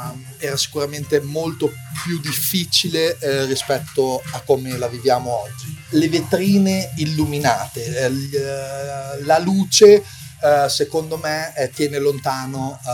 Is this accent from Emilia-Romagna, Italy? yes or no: yes; Imola, Emilia-Romagna, Italy; born there; now in Bologna, Italy; sono commerciante, sono nato a Imola. Ho 40 anni e vivo qua a Bologna da oltre 20, da quando ho 18 anni, che sono appunto trasferito da un paesello qui dell'Appennino in città.